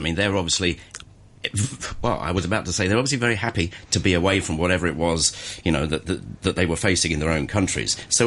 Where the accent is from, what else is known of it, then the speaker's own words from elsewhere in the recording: England, United Kingdom; I grew up in England. I went to school and university in England.